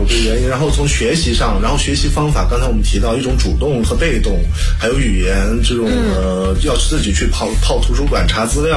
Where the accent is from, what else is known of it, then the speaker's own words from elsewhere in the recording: China; 就我一个中国人。